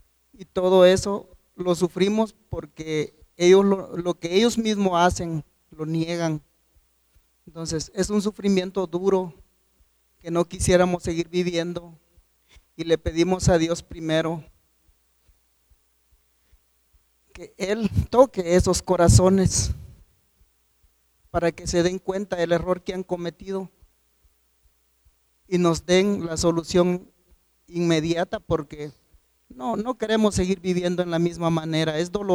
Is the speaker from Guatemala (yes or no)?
yes; Guatemala; Y ahora que vengamos al lado de Guatemala y no nos tomen en cuenta, y somos guatemaltecos.